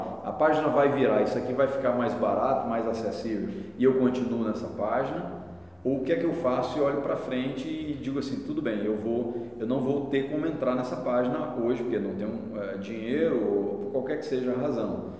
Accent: Brazil; Eu, antes de tudo, sou brasileiro, vibro com o nosso verde e amarelo

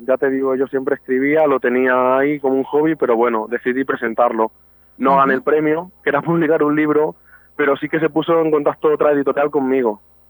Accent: Navalmoral de la Mata, Extremadura, Spain; yo en realidad soy de Navalmoral, en Cáceres, pero sí que estoy muy vinculado a Talavera porque he estado estudiando allí también muchos años y estoy muy vinculado a esa ciudad.

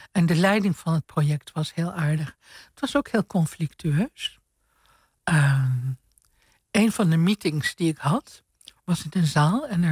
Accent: Suriname; also born or lived in Indonesia; Ik ben in Indonesië geboren. En mijn vroegste jeugd is in Suriname. De tuin in Suriname. Tropenleven.

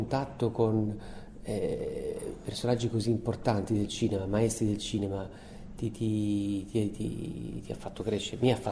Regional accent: Apulia, Italy; andavo sempre al cinema nelle varie sale che c'erano intorno al mio paese di Bressa

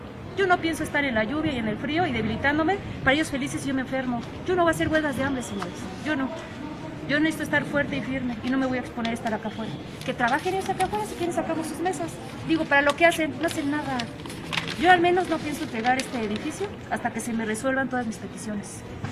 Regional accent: Mexico City, Mexico; born there; Soy nacida en la Ciudad de México.

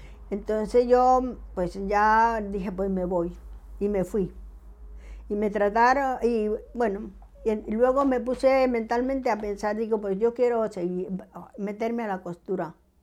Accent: Colombia; a los 20 años me he ido a la capital de Colombia, porque soy colombiana, ¿no? Y nací en el 48. Y entonces, pues eso, que he llegado a Bogotá, he vivido, he trabajado

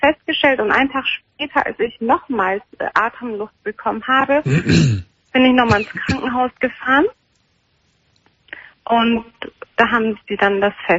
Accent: Turkey; quasi anatolische Vorfahren, sag ich mal. Ich bin Türkin.

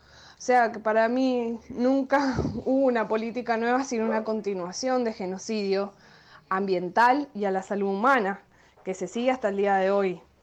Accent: Mendoza, Argentina; Soy mendocina

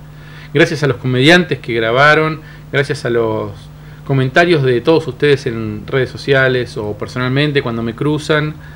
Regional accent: Cipolletti, Río Negro, Argentina; voy a estar en Chipoleti, que es mi ciudad natal

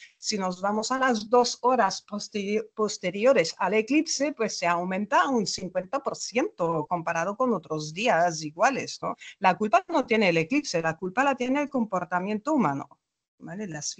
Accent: Germany; Spanish is a second language; now in Spain; yo soy alemana

